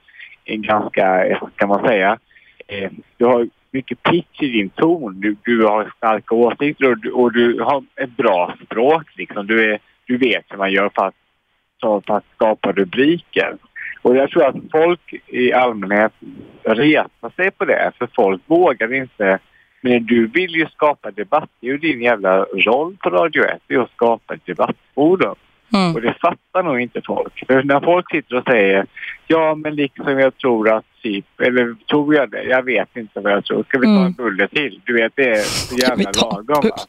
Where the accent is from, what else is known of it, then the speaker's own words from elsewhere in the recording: Jönköping, Jönköping County, Sweden; now in Stockholm, Sweden; Nej, i Jönköping. Utanför Jönköping.